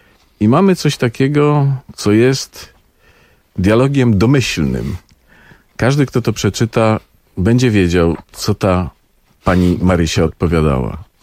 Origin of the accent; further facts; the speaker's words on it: Lower Silesian Voivodeship, Poland; Ja pochodzę z Dolnego Śląska, tam ludzie są zewsząd. Moja rodzina też pochodzi zewsząd